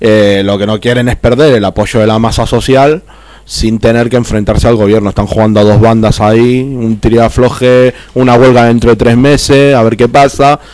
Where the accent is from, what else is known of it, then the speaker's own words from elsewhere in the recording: Argentina; now in Spain; yo ya lo he vivido, porque yo vengo de Argentina, o sea que estas crisis son continuadas. O sea, en Argentina es una crisis permanente.